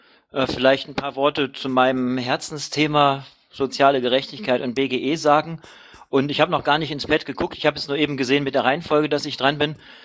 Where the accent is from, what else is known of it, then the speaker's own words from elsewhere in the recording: Krefeld, North Rhine-Westphalia, Germany; born there; moved away as an adult; now in Leipzig, Germany; Ich bin 42 Jahre alt, in Krefeld geboren und bin vor 17 Jahren nach Leipzig gekommen.